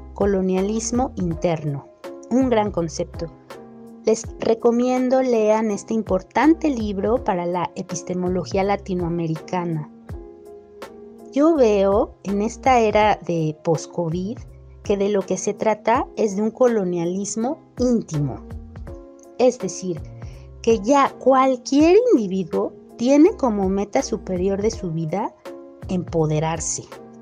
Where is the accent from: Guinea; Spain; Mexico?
Mexico; antropóloga de México.